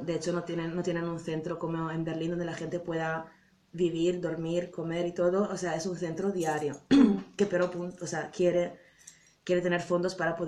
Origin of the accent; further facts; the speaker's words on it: Italy; es de mi raíz, o sea, vengo de Italia y de Sud Europa y es muy diferente